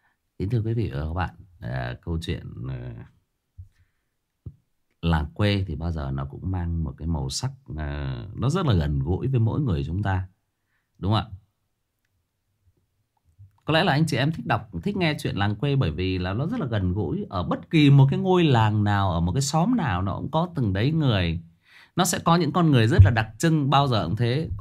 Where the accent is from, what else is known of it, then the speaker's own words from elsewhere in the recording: Thai Nguyen, Vietnam; Tôi thiệt thòi hơn nhiều anh chị em là tôi xa quê. Bố mẹ tôi thì quê gốc ở Hưng Yên, lên lập nghiệp ở trên Thái Nguyên, và anh chị em tôi là được sinh ra và lớn lên ở đây.